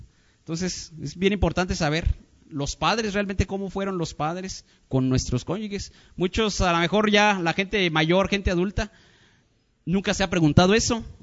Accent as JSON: {"language": "Spanish", "country": "Mexico", "said": "somos mexicanos y nos andamos aquí uniendo con mismos mexicanos"}